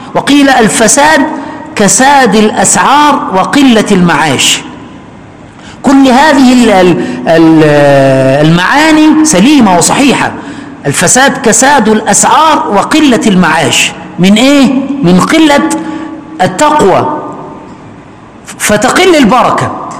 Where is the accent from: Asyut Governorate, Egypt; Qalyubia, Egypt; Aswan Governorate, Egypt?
Aswan Governorate, Egypt; جلست في قريتي في أسوان فترة من الزمن يعني، ثم بعد ذلك من حوالي 8 سنين ذهبت إلى المكان.